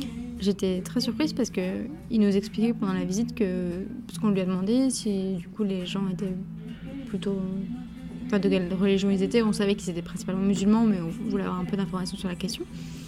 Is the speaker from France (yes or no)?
yes; France; Parce qu'on râle beaucoup, on est français, c'est normal.